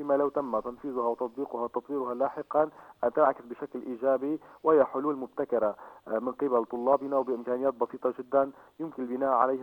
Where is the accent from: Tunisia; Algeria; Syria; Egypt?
Syria; اليوم في حياتنا كسوريين هناك العديد من المشكلات والمعضلات التي تواجهنا